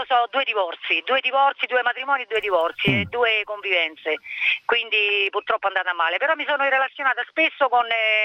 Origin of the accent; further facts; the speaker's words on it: Rome, Lazio, Italy; Io lavoro in Latina, ma sono di Roma.